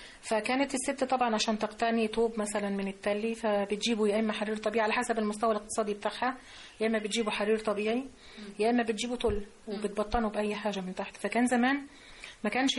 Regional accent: Upper Egypt, Egypt; يعني احنا عندنا في الصعيد مفيش ست متجوزة ما معهاش حجاب.

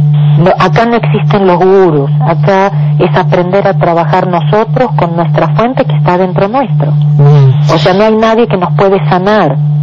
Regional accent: Argentina; no sé si sabes que soy contadora de profesión y bien intelectual como buena argentina

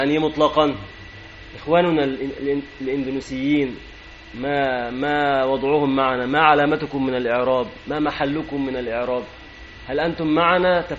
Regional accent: Egypt; أنا مصري مسلم مثلك،

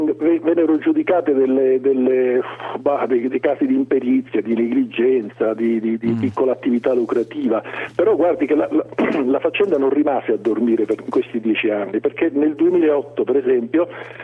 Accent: Sicily, Italy; accent: Swedish; avrà capito che io sono siciliano, anche malgrado questo accento svedese.

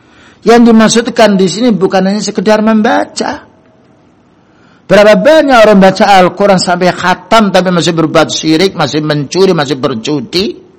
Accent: Java, Indonesia; Karena kita ini bukan orang Arab, wong Jawa, bahasa Indonesia.

